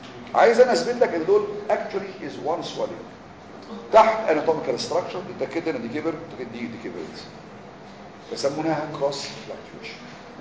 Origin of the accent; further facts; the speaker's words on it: Egypt; احنا مصريين على فكره كل حاجه بينا اسمها كيس دول